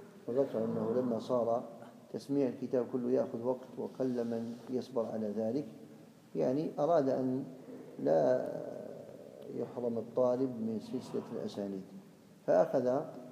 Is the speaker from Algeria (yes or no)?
yes; Algeria; وإن كان فيه عادة مضطردة عندنا في الجزائر